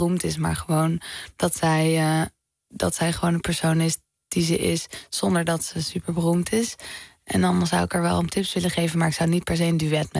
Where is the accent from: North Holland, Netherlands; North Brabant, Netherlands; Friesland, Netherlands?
North Holland, Netherlands; Amsterdam; Nou, ik ben opgegroeid in de Pijp.